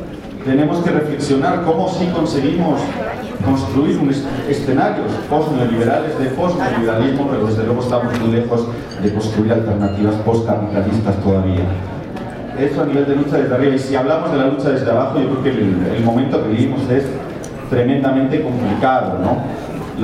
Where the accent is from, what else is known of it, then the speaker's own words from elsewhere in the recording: Basque Country, Spain; now in Bolivia; aunque soy vasco de identidad y boliviano de adopción y nacionalizado, pero ahora estoy pensando como europeo.